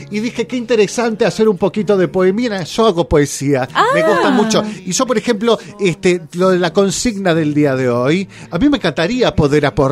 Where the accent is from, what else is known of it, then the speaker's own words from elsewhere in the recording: Bariloche, Río Negro, Argentina; Que le escucho el programa, que yo soy de Bariloche.